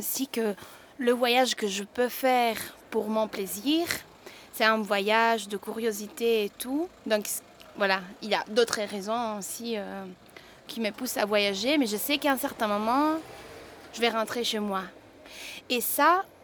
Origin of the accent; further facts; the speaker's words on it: Italy; moved away as an adult; moi je viens de l'Italie, je suis venue en Europe.